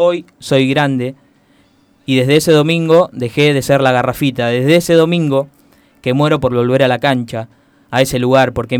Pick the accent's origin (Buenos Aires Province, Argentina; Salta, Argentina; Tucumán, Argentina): Buenos Aires Province, Argentina; Henderson; estando lejos de mi pueblo de Henderson